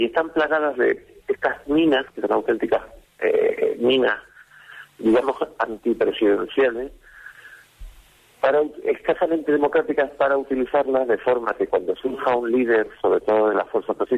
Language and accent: Spanish; Canary Islands, Spain; also born or lived in Valladolid; yo provengo de Canarias, pero he desarrollado casi toda mi vida profesional en Valladolid.